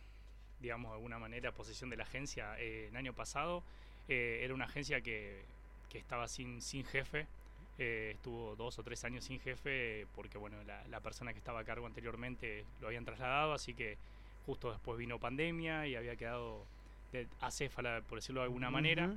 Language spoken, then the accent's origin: Spanish; Corral de Bustos, Córdoba, Argentina; Claro, yo soy oriundo de Corral de Bustos.